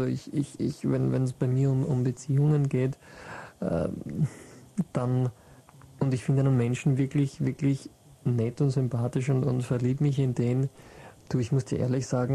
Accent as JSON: {"language": "German", "town": "Mödling", "region": "Lower Austria", "country": "Austria", "tie": "born or raised there", "said": "Ich bin in Brunn am Gebüsch nicht aufgewachsen, aber ich kenne es vom Durchfahren. Ich bin in Mödling, also am Rand von Mödling"}